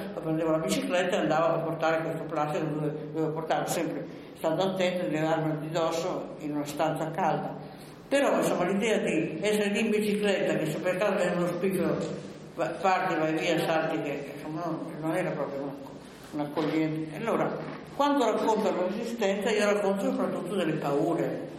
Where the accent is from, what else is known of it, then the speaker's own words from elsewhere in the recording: Novara, Piedmont, Italy; born there; Io sono nata a Novare, come è noto, un po' dopo le guerre puniche